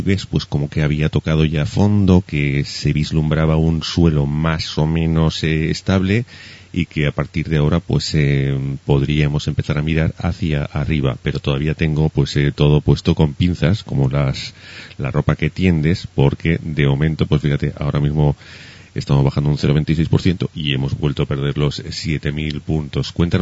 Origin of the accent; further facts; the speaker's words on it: Spain; los que somos españoles ya estamos acostumbrados al surrealismo que preside este país habitualmente desde tiempos inmemoriales